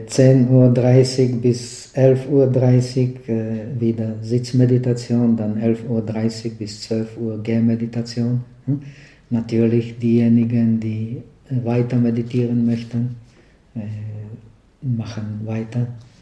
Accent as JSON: {"language": "German", "country": "Czechia", "second_language": "German", "said": "Naja, ich bin ja ein Tscheche"}